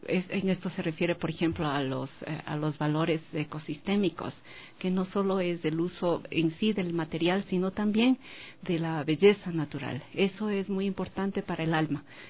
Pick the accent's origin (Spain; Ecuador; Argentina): Ecuador; ha sido un reto muy grande para mí como ecuatoriana